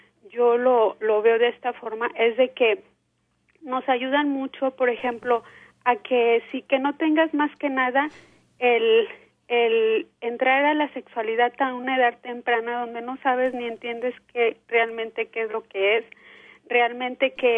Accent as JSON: {"language": "Spanish", "country": "Mexico", "said": "A mí me enseñaron como mujer latina, mujer mexicana, y creer en la Virgen"}